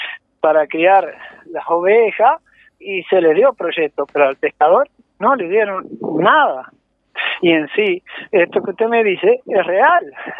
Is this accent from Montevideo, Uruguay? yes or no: no; San Gregorio, Tacuarembó, Uruguay; pesqué toda una vida en San Gregorio y me crié en la Costa del Agua, tomaba el agua del río